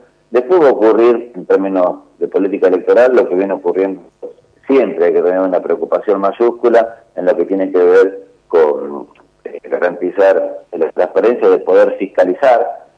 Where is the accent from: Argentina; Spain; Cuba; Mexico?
Argentina; Coronel Suárez, Buenos Aires Province; yo soy nacido y criado en provincia de Buenos Aires, en una localidad que se llama Coronel Suárez.